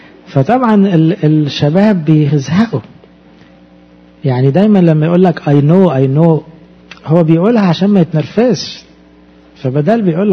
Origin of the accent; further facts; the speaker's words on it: Egypt; زي مثلا اب عندنا في مصر يقول لابنه في الجامعة ترجع لي الساعة 10